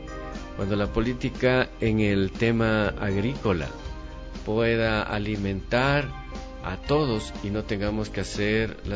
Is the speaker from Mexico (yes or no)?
no; Ecuador; como ciudadano ecuatoriano